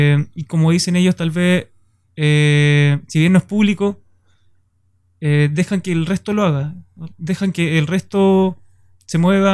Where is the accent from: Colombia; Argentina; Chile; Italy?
Chile; Valdivia, Los Ríos; Yo soy de Valdivia, estudio en Valdivia